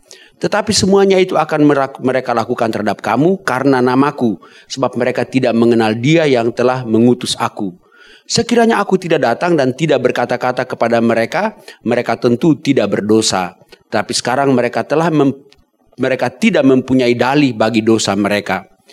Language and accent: Indonesian; Ambon, Maluku, Indonesia; saya orang Ambon, senangnya lautan.